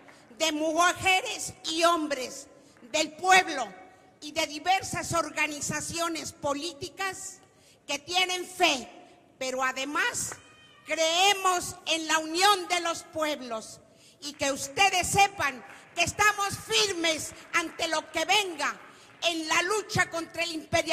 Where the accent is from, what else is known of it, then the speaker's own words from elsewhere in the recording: Mexico; De México.